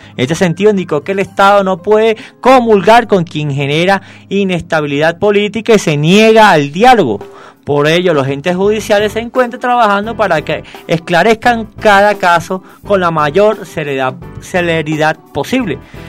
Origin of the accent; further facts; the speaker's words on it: Venezuela; Y ese es uno de los puntos que nos hace reencontrarnos como venezolanos y sentirnos orgullosos.